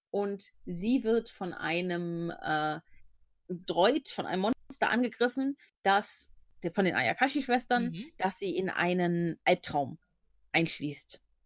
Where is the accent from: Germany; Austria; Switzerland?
Germany; Cologne, North Rhine-Westphalia; Ich komme ja aus Köln